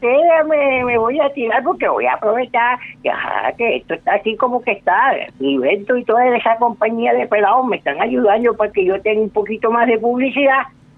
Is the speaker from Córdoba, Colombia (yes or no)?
yes; Córdoba, Colombia; yo soy de origen turco. Yo voy así como que en la parte esa entre lo turco y lo del Sinú. Pues, orgullosamente aquí el Sinú